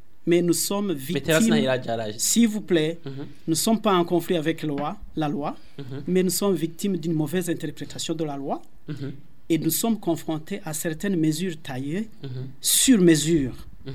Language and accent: French; Burundi; Nous sommes des Burundais à part entière, nous sommes des citoyens burundais et nous avons les droits et les devoirs, bien sûr, et nous devons jouir des mêmes droits que tous les autres Burundais.